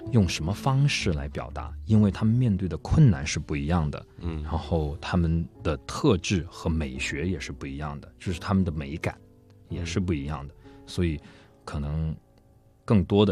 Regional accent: China; 就是对我们中国人来说，在他们那个地方其实是蛮有那个文化的

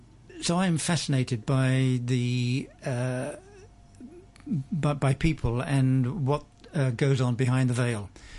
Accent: London, United Kingdom; moved away as an adult; also born or lived in Chester; I was born in Chester in England, lived much of my early life in London, but I left there at the age of 24, and I've been a globetrotter, a nomad ever since.

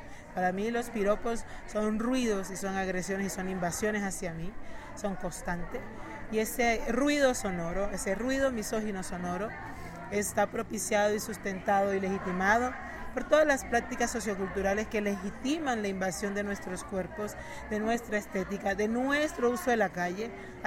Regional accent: Cartagena, Bolívar, Colombia; Soy de Cartagena, soy caribeña. Soy una mujer migrante, lesbiana, feminista, antirracista

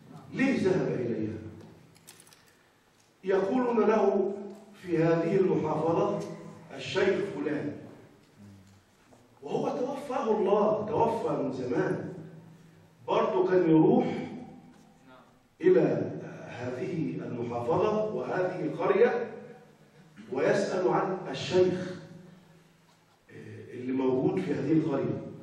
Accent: Egypt; احنا كمصريين ما سمعناهمش

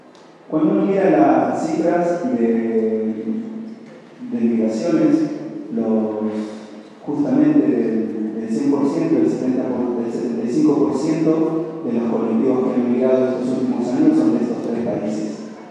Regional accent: Peru; moved away; Soy de Perú. Me vine hace 10 años a esta ciudad de estudiar y hoy me hice mi casa como una segunda casa, un segundo hogar.

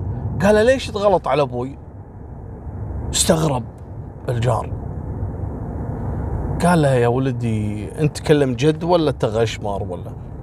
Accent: Kuwait; في عام 2017 عندنا في الكويت هني في جيران أصدقاء

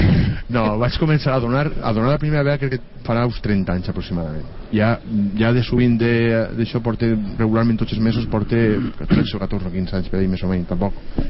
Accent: Sedaví, Valencian Community, Spain; soc de Sedaví, cuidado

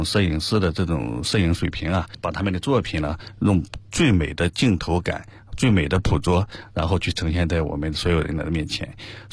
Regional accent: China; 而且现在我们中国人在国外的这种自信，也是通过这几年我们国内经济的发展，

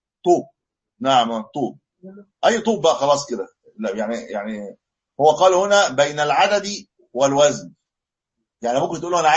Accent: Egypt; يعني ما مش عندنا في مصر

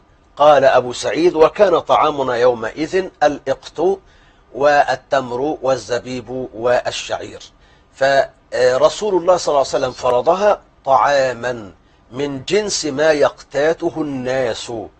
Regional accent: Egypt; أنا عندنا في مصر. أنا بقول عندنا في مصر.

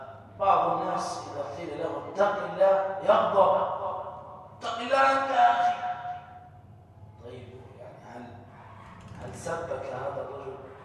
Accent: Egypt; اللهم احفظ مصر بلدتنا من كل مكروه وسوء.

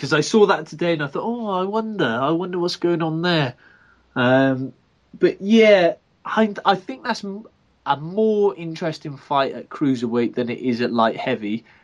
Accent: Wales, United Kingdom; as a fan, as a Welshman, I was very nervous for Enzo going in to fight Bramer.

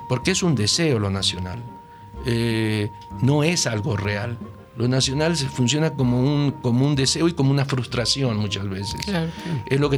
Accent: Argentina; Yo soy argentino.

